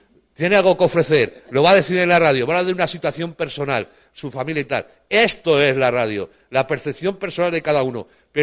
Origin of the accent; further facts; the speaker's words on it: Spain; Y mira, yo soy español, ¿vale? Como tú.